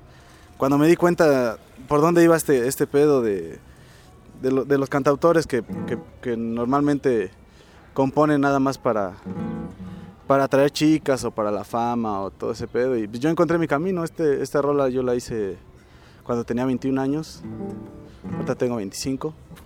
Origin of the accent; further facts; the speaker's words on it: State of Mexico, Mexico; al menos en las escuelas del Estado de México estamos muy mal, o sea, yo soy del Estado de México